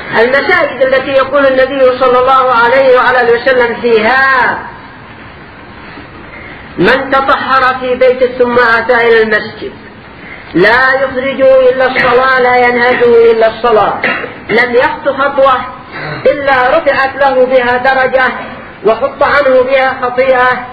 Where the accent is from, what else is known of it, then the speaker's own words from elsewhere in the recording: Yemen; عندنا في اليمن